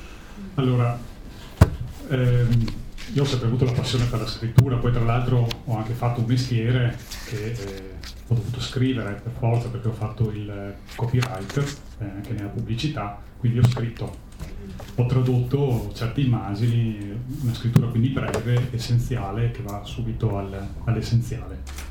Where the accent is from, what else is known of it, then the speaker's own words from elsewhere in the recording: Venice, Veneto, Italy; Io vengo da Venezia, sono veneziano, però ho sposato una montanara dell'altopiano di Asiago.